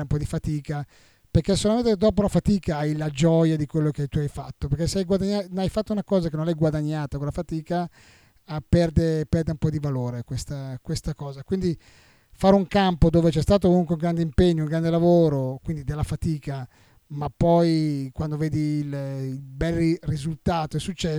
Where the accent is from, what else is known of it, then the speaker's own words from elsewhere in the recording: Bergamo, Lombardy, Italy; Sono di Bergamo.